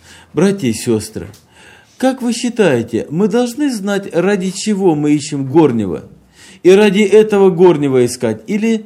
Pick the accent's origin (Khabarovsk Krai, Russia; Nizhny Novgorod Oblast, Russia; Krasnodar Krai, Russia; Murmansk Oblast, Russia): Krasnodar Krai, Russia; Apsheronsk; мы приехали к вам из Краснодарского края, это Кавказ, город Апшеронск. Это юг России, где уже очень давно тепло, отцвели сады, и не просто тепло, уже жарко.